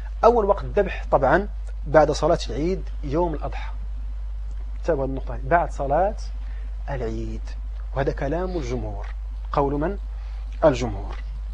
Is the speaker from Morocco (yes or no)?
yes; Morocco; لكن عندنا في المغرب